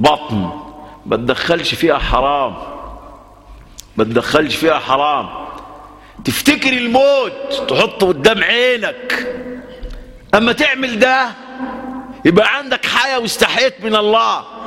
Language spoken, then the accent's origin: Arabic; Egypt; أنا شايف الأمة وخاصة في بلدنا مصر